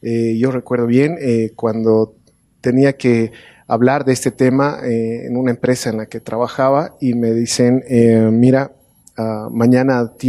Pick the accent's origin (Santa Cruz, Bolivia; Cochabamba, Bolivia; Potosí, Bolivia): Cochabamba, Bolivia; de Cochabamba, no voy a poder mañana estar